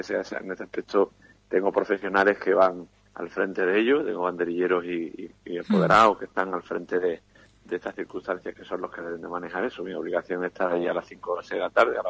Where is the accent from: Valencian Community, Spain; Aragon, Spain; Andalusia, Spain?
Andalusia, Spain; Sanlúcar de Barrameda; salir de nuevo a hombro por mí a la plaza de mi tierra. Esa corrida en Sanlúcar de Barrameda